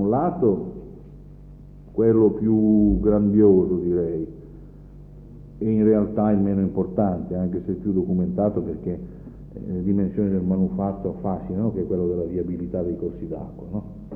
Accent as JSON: {"language": "Italian", "region": "Piedmont", "country": "Italy", "tie": "born or raised there", "said": "Il mio paese, in Piemonte"}